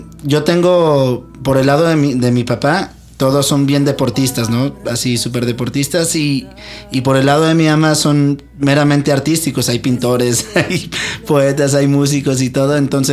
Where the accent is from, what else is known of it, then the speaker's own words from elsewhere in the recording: Torreón, Coahuila, Mexico; also born or lived in Saltillo; now in Mexico City, Mexico; Pues mitad y mitad, yo creo, pero ahora soy del DF. Nací, como te decía, en Torreón. Y sí, mi niñez completa está allá. Mi adolescencia y mi juventud completa está en Saltillo.